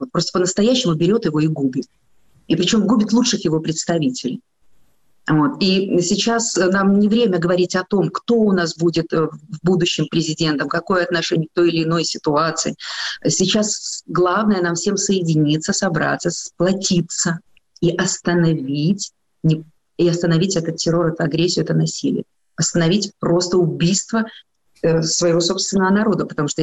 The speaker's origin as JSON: {"language": "Russian", "country": "Belarus", "tie": "born there", "said": "Я родилась в Белоруссии. Я родилась вообще в Советском Союзе. Мы все жили в одной большой, красивой, дружной стране."}